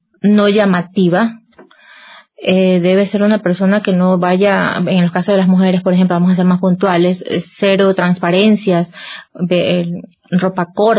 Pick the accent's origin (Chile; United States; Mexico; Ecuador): Ecuador; Guayaquil, Guayas; Yo vivo en Guayaquil, yo soy de Guayaquil